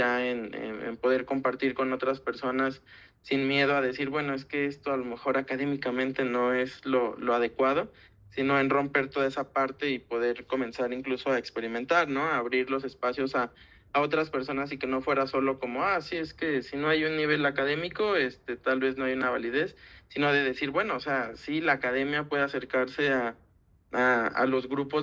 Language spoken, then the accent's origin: Spanish; Guadalajara, Jalisco, Mexico; now in Mexico City, Mexico; yo no soy de Ciudad de México, yo soy de Guadalajara, yo me vine a estudiar a la UNAM